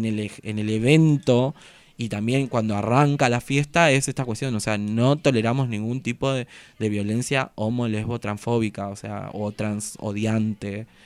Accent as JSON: {"language": "Spanish", "town": "Ibarreta", "region": "Formosa", "country": "Argentina", "tie": "born or raised there", "said": "Yo soy de un pueblo de Formosa que se llama Ibarreta."}